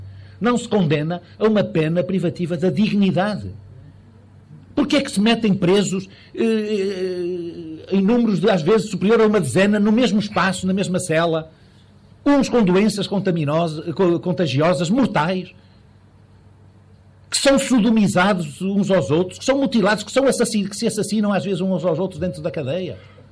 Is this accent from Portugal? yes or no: yes; Vila Chá do Marão, Porto, Portugal; Nós devíamos muito aprender na minha terra, que é aqui uma freguesia de Amarante, Vila Chá do Marão